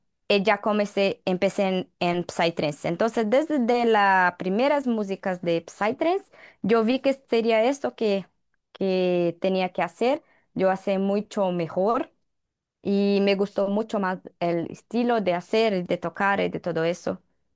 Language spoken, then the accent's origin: Spanish; Campo Belo, Minas Gerais, Brazil; Spanish is a second language; mi ciudad natal, Campo Belo, en interior de Minas Gerais, un estado aquí en Brasil.